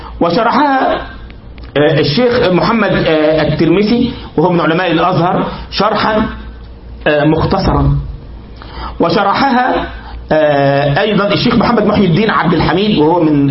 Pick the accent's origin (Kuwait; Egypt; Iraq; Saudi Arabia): Egypt; حتى يعني نكتبه على الكمبيوتر عندنا في مصر ونراجعه